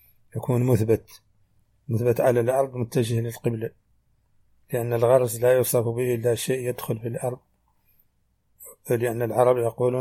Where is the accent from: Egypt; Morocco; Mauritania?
Mauritania; accent: Hassaniya; هذه ترجمة كلمات من لهجتنا الحسانية وردت في هذا الشريط قد لا يفهمها العربي الفصيح